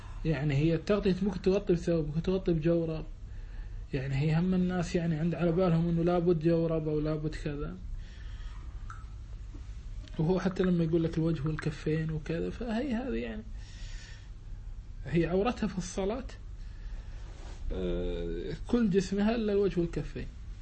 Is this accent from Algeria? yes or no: no; Kuwait; لا أنا لا أنا كويتي